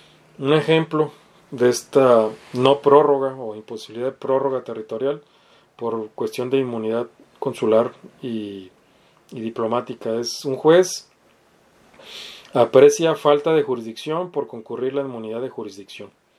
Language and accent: Spanish; Baja California, Mexico; Digamos que una jueza, no sé, en Baja California, de donde soy yo